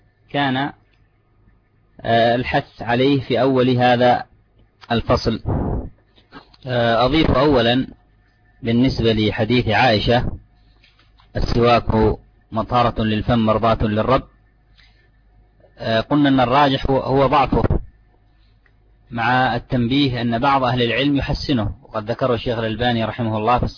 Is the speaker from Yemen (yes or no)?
yes; Yemen; هذا موجود عندنا في اليمن